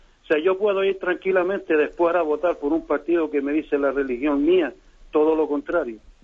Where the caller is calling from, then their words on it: Las Palmas, Canary Islands, Spain; aquí de Las Palmas, de Gran Canaria.